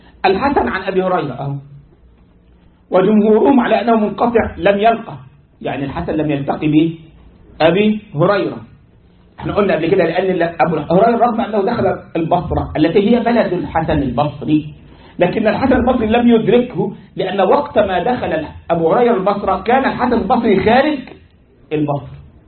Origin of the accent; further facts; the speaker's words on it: Egypt; now in United States; او واحد عندنا في مصر يقول حدثني بما وراء النهر يقصد نهر النيل